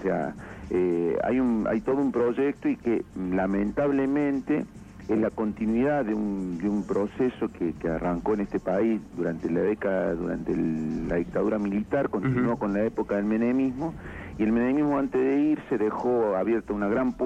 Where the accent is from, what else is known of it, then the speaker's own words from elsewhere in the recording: Córdoba, Argentina; accent: cordobés; moved away as an adult; now in Esquel, Argentina; notarás por mi tonada, yo soy cordobés, hace 7 años que estoy radicado en Esquel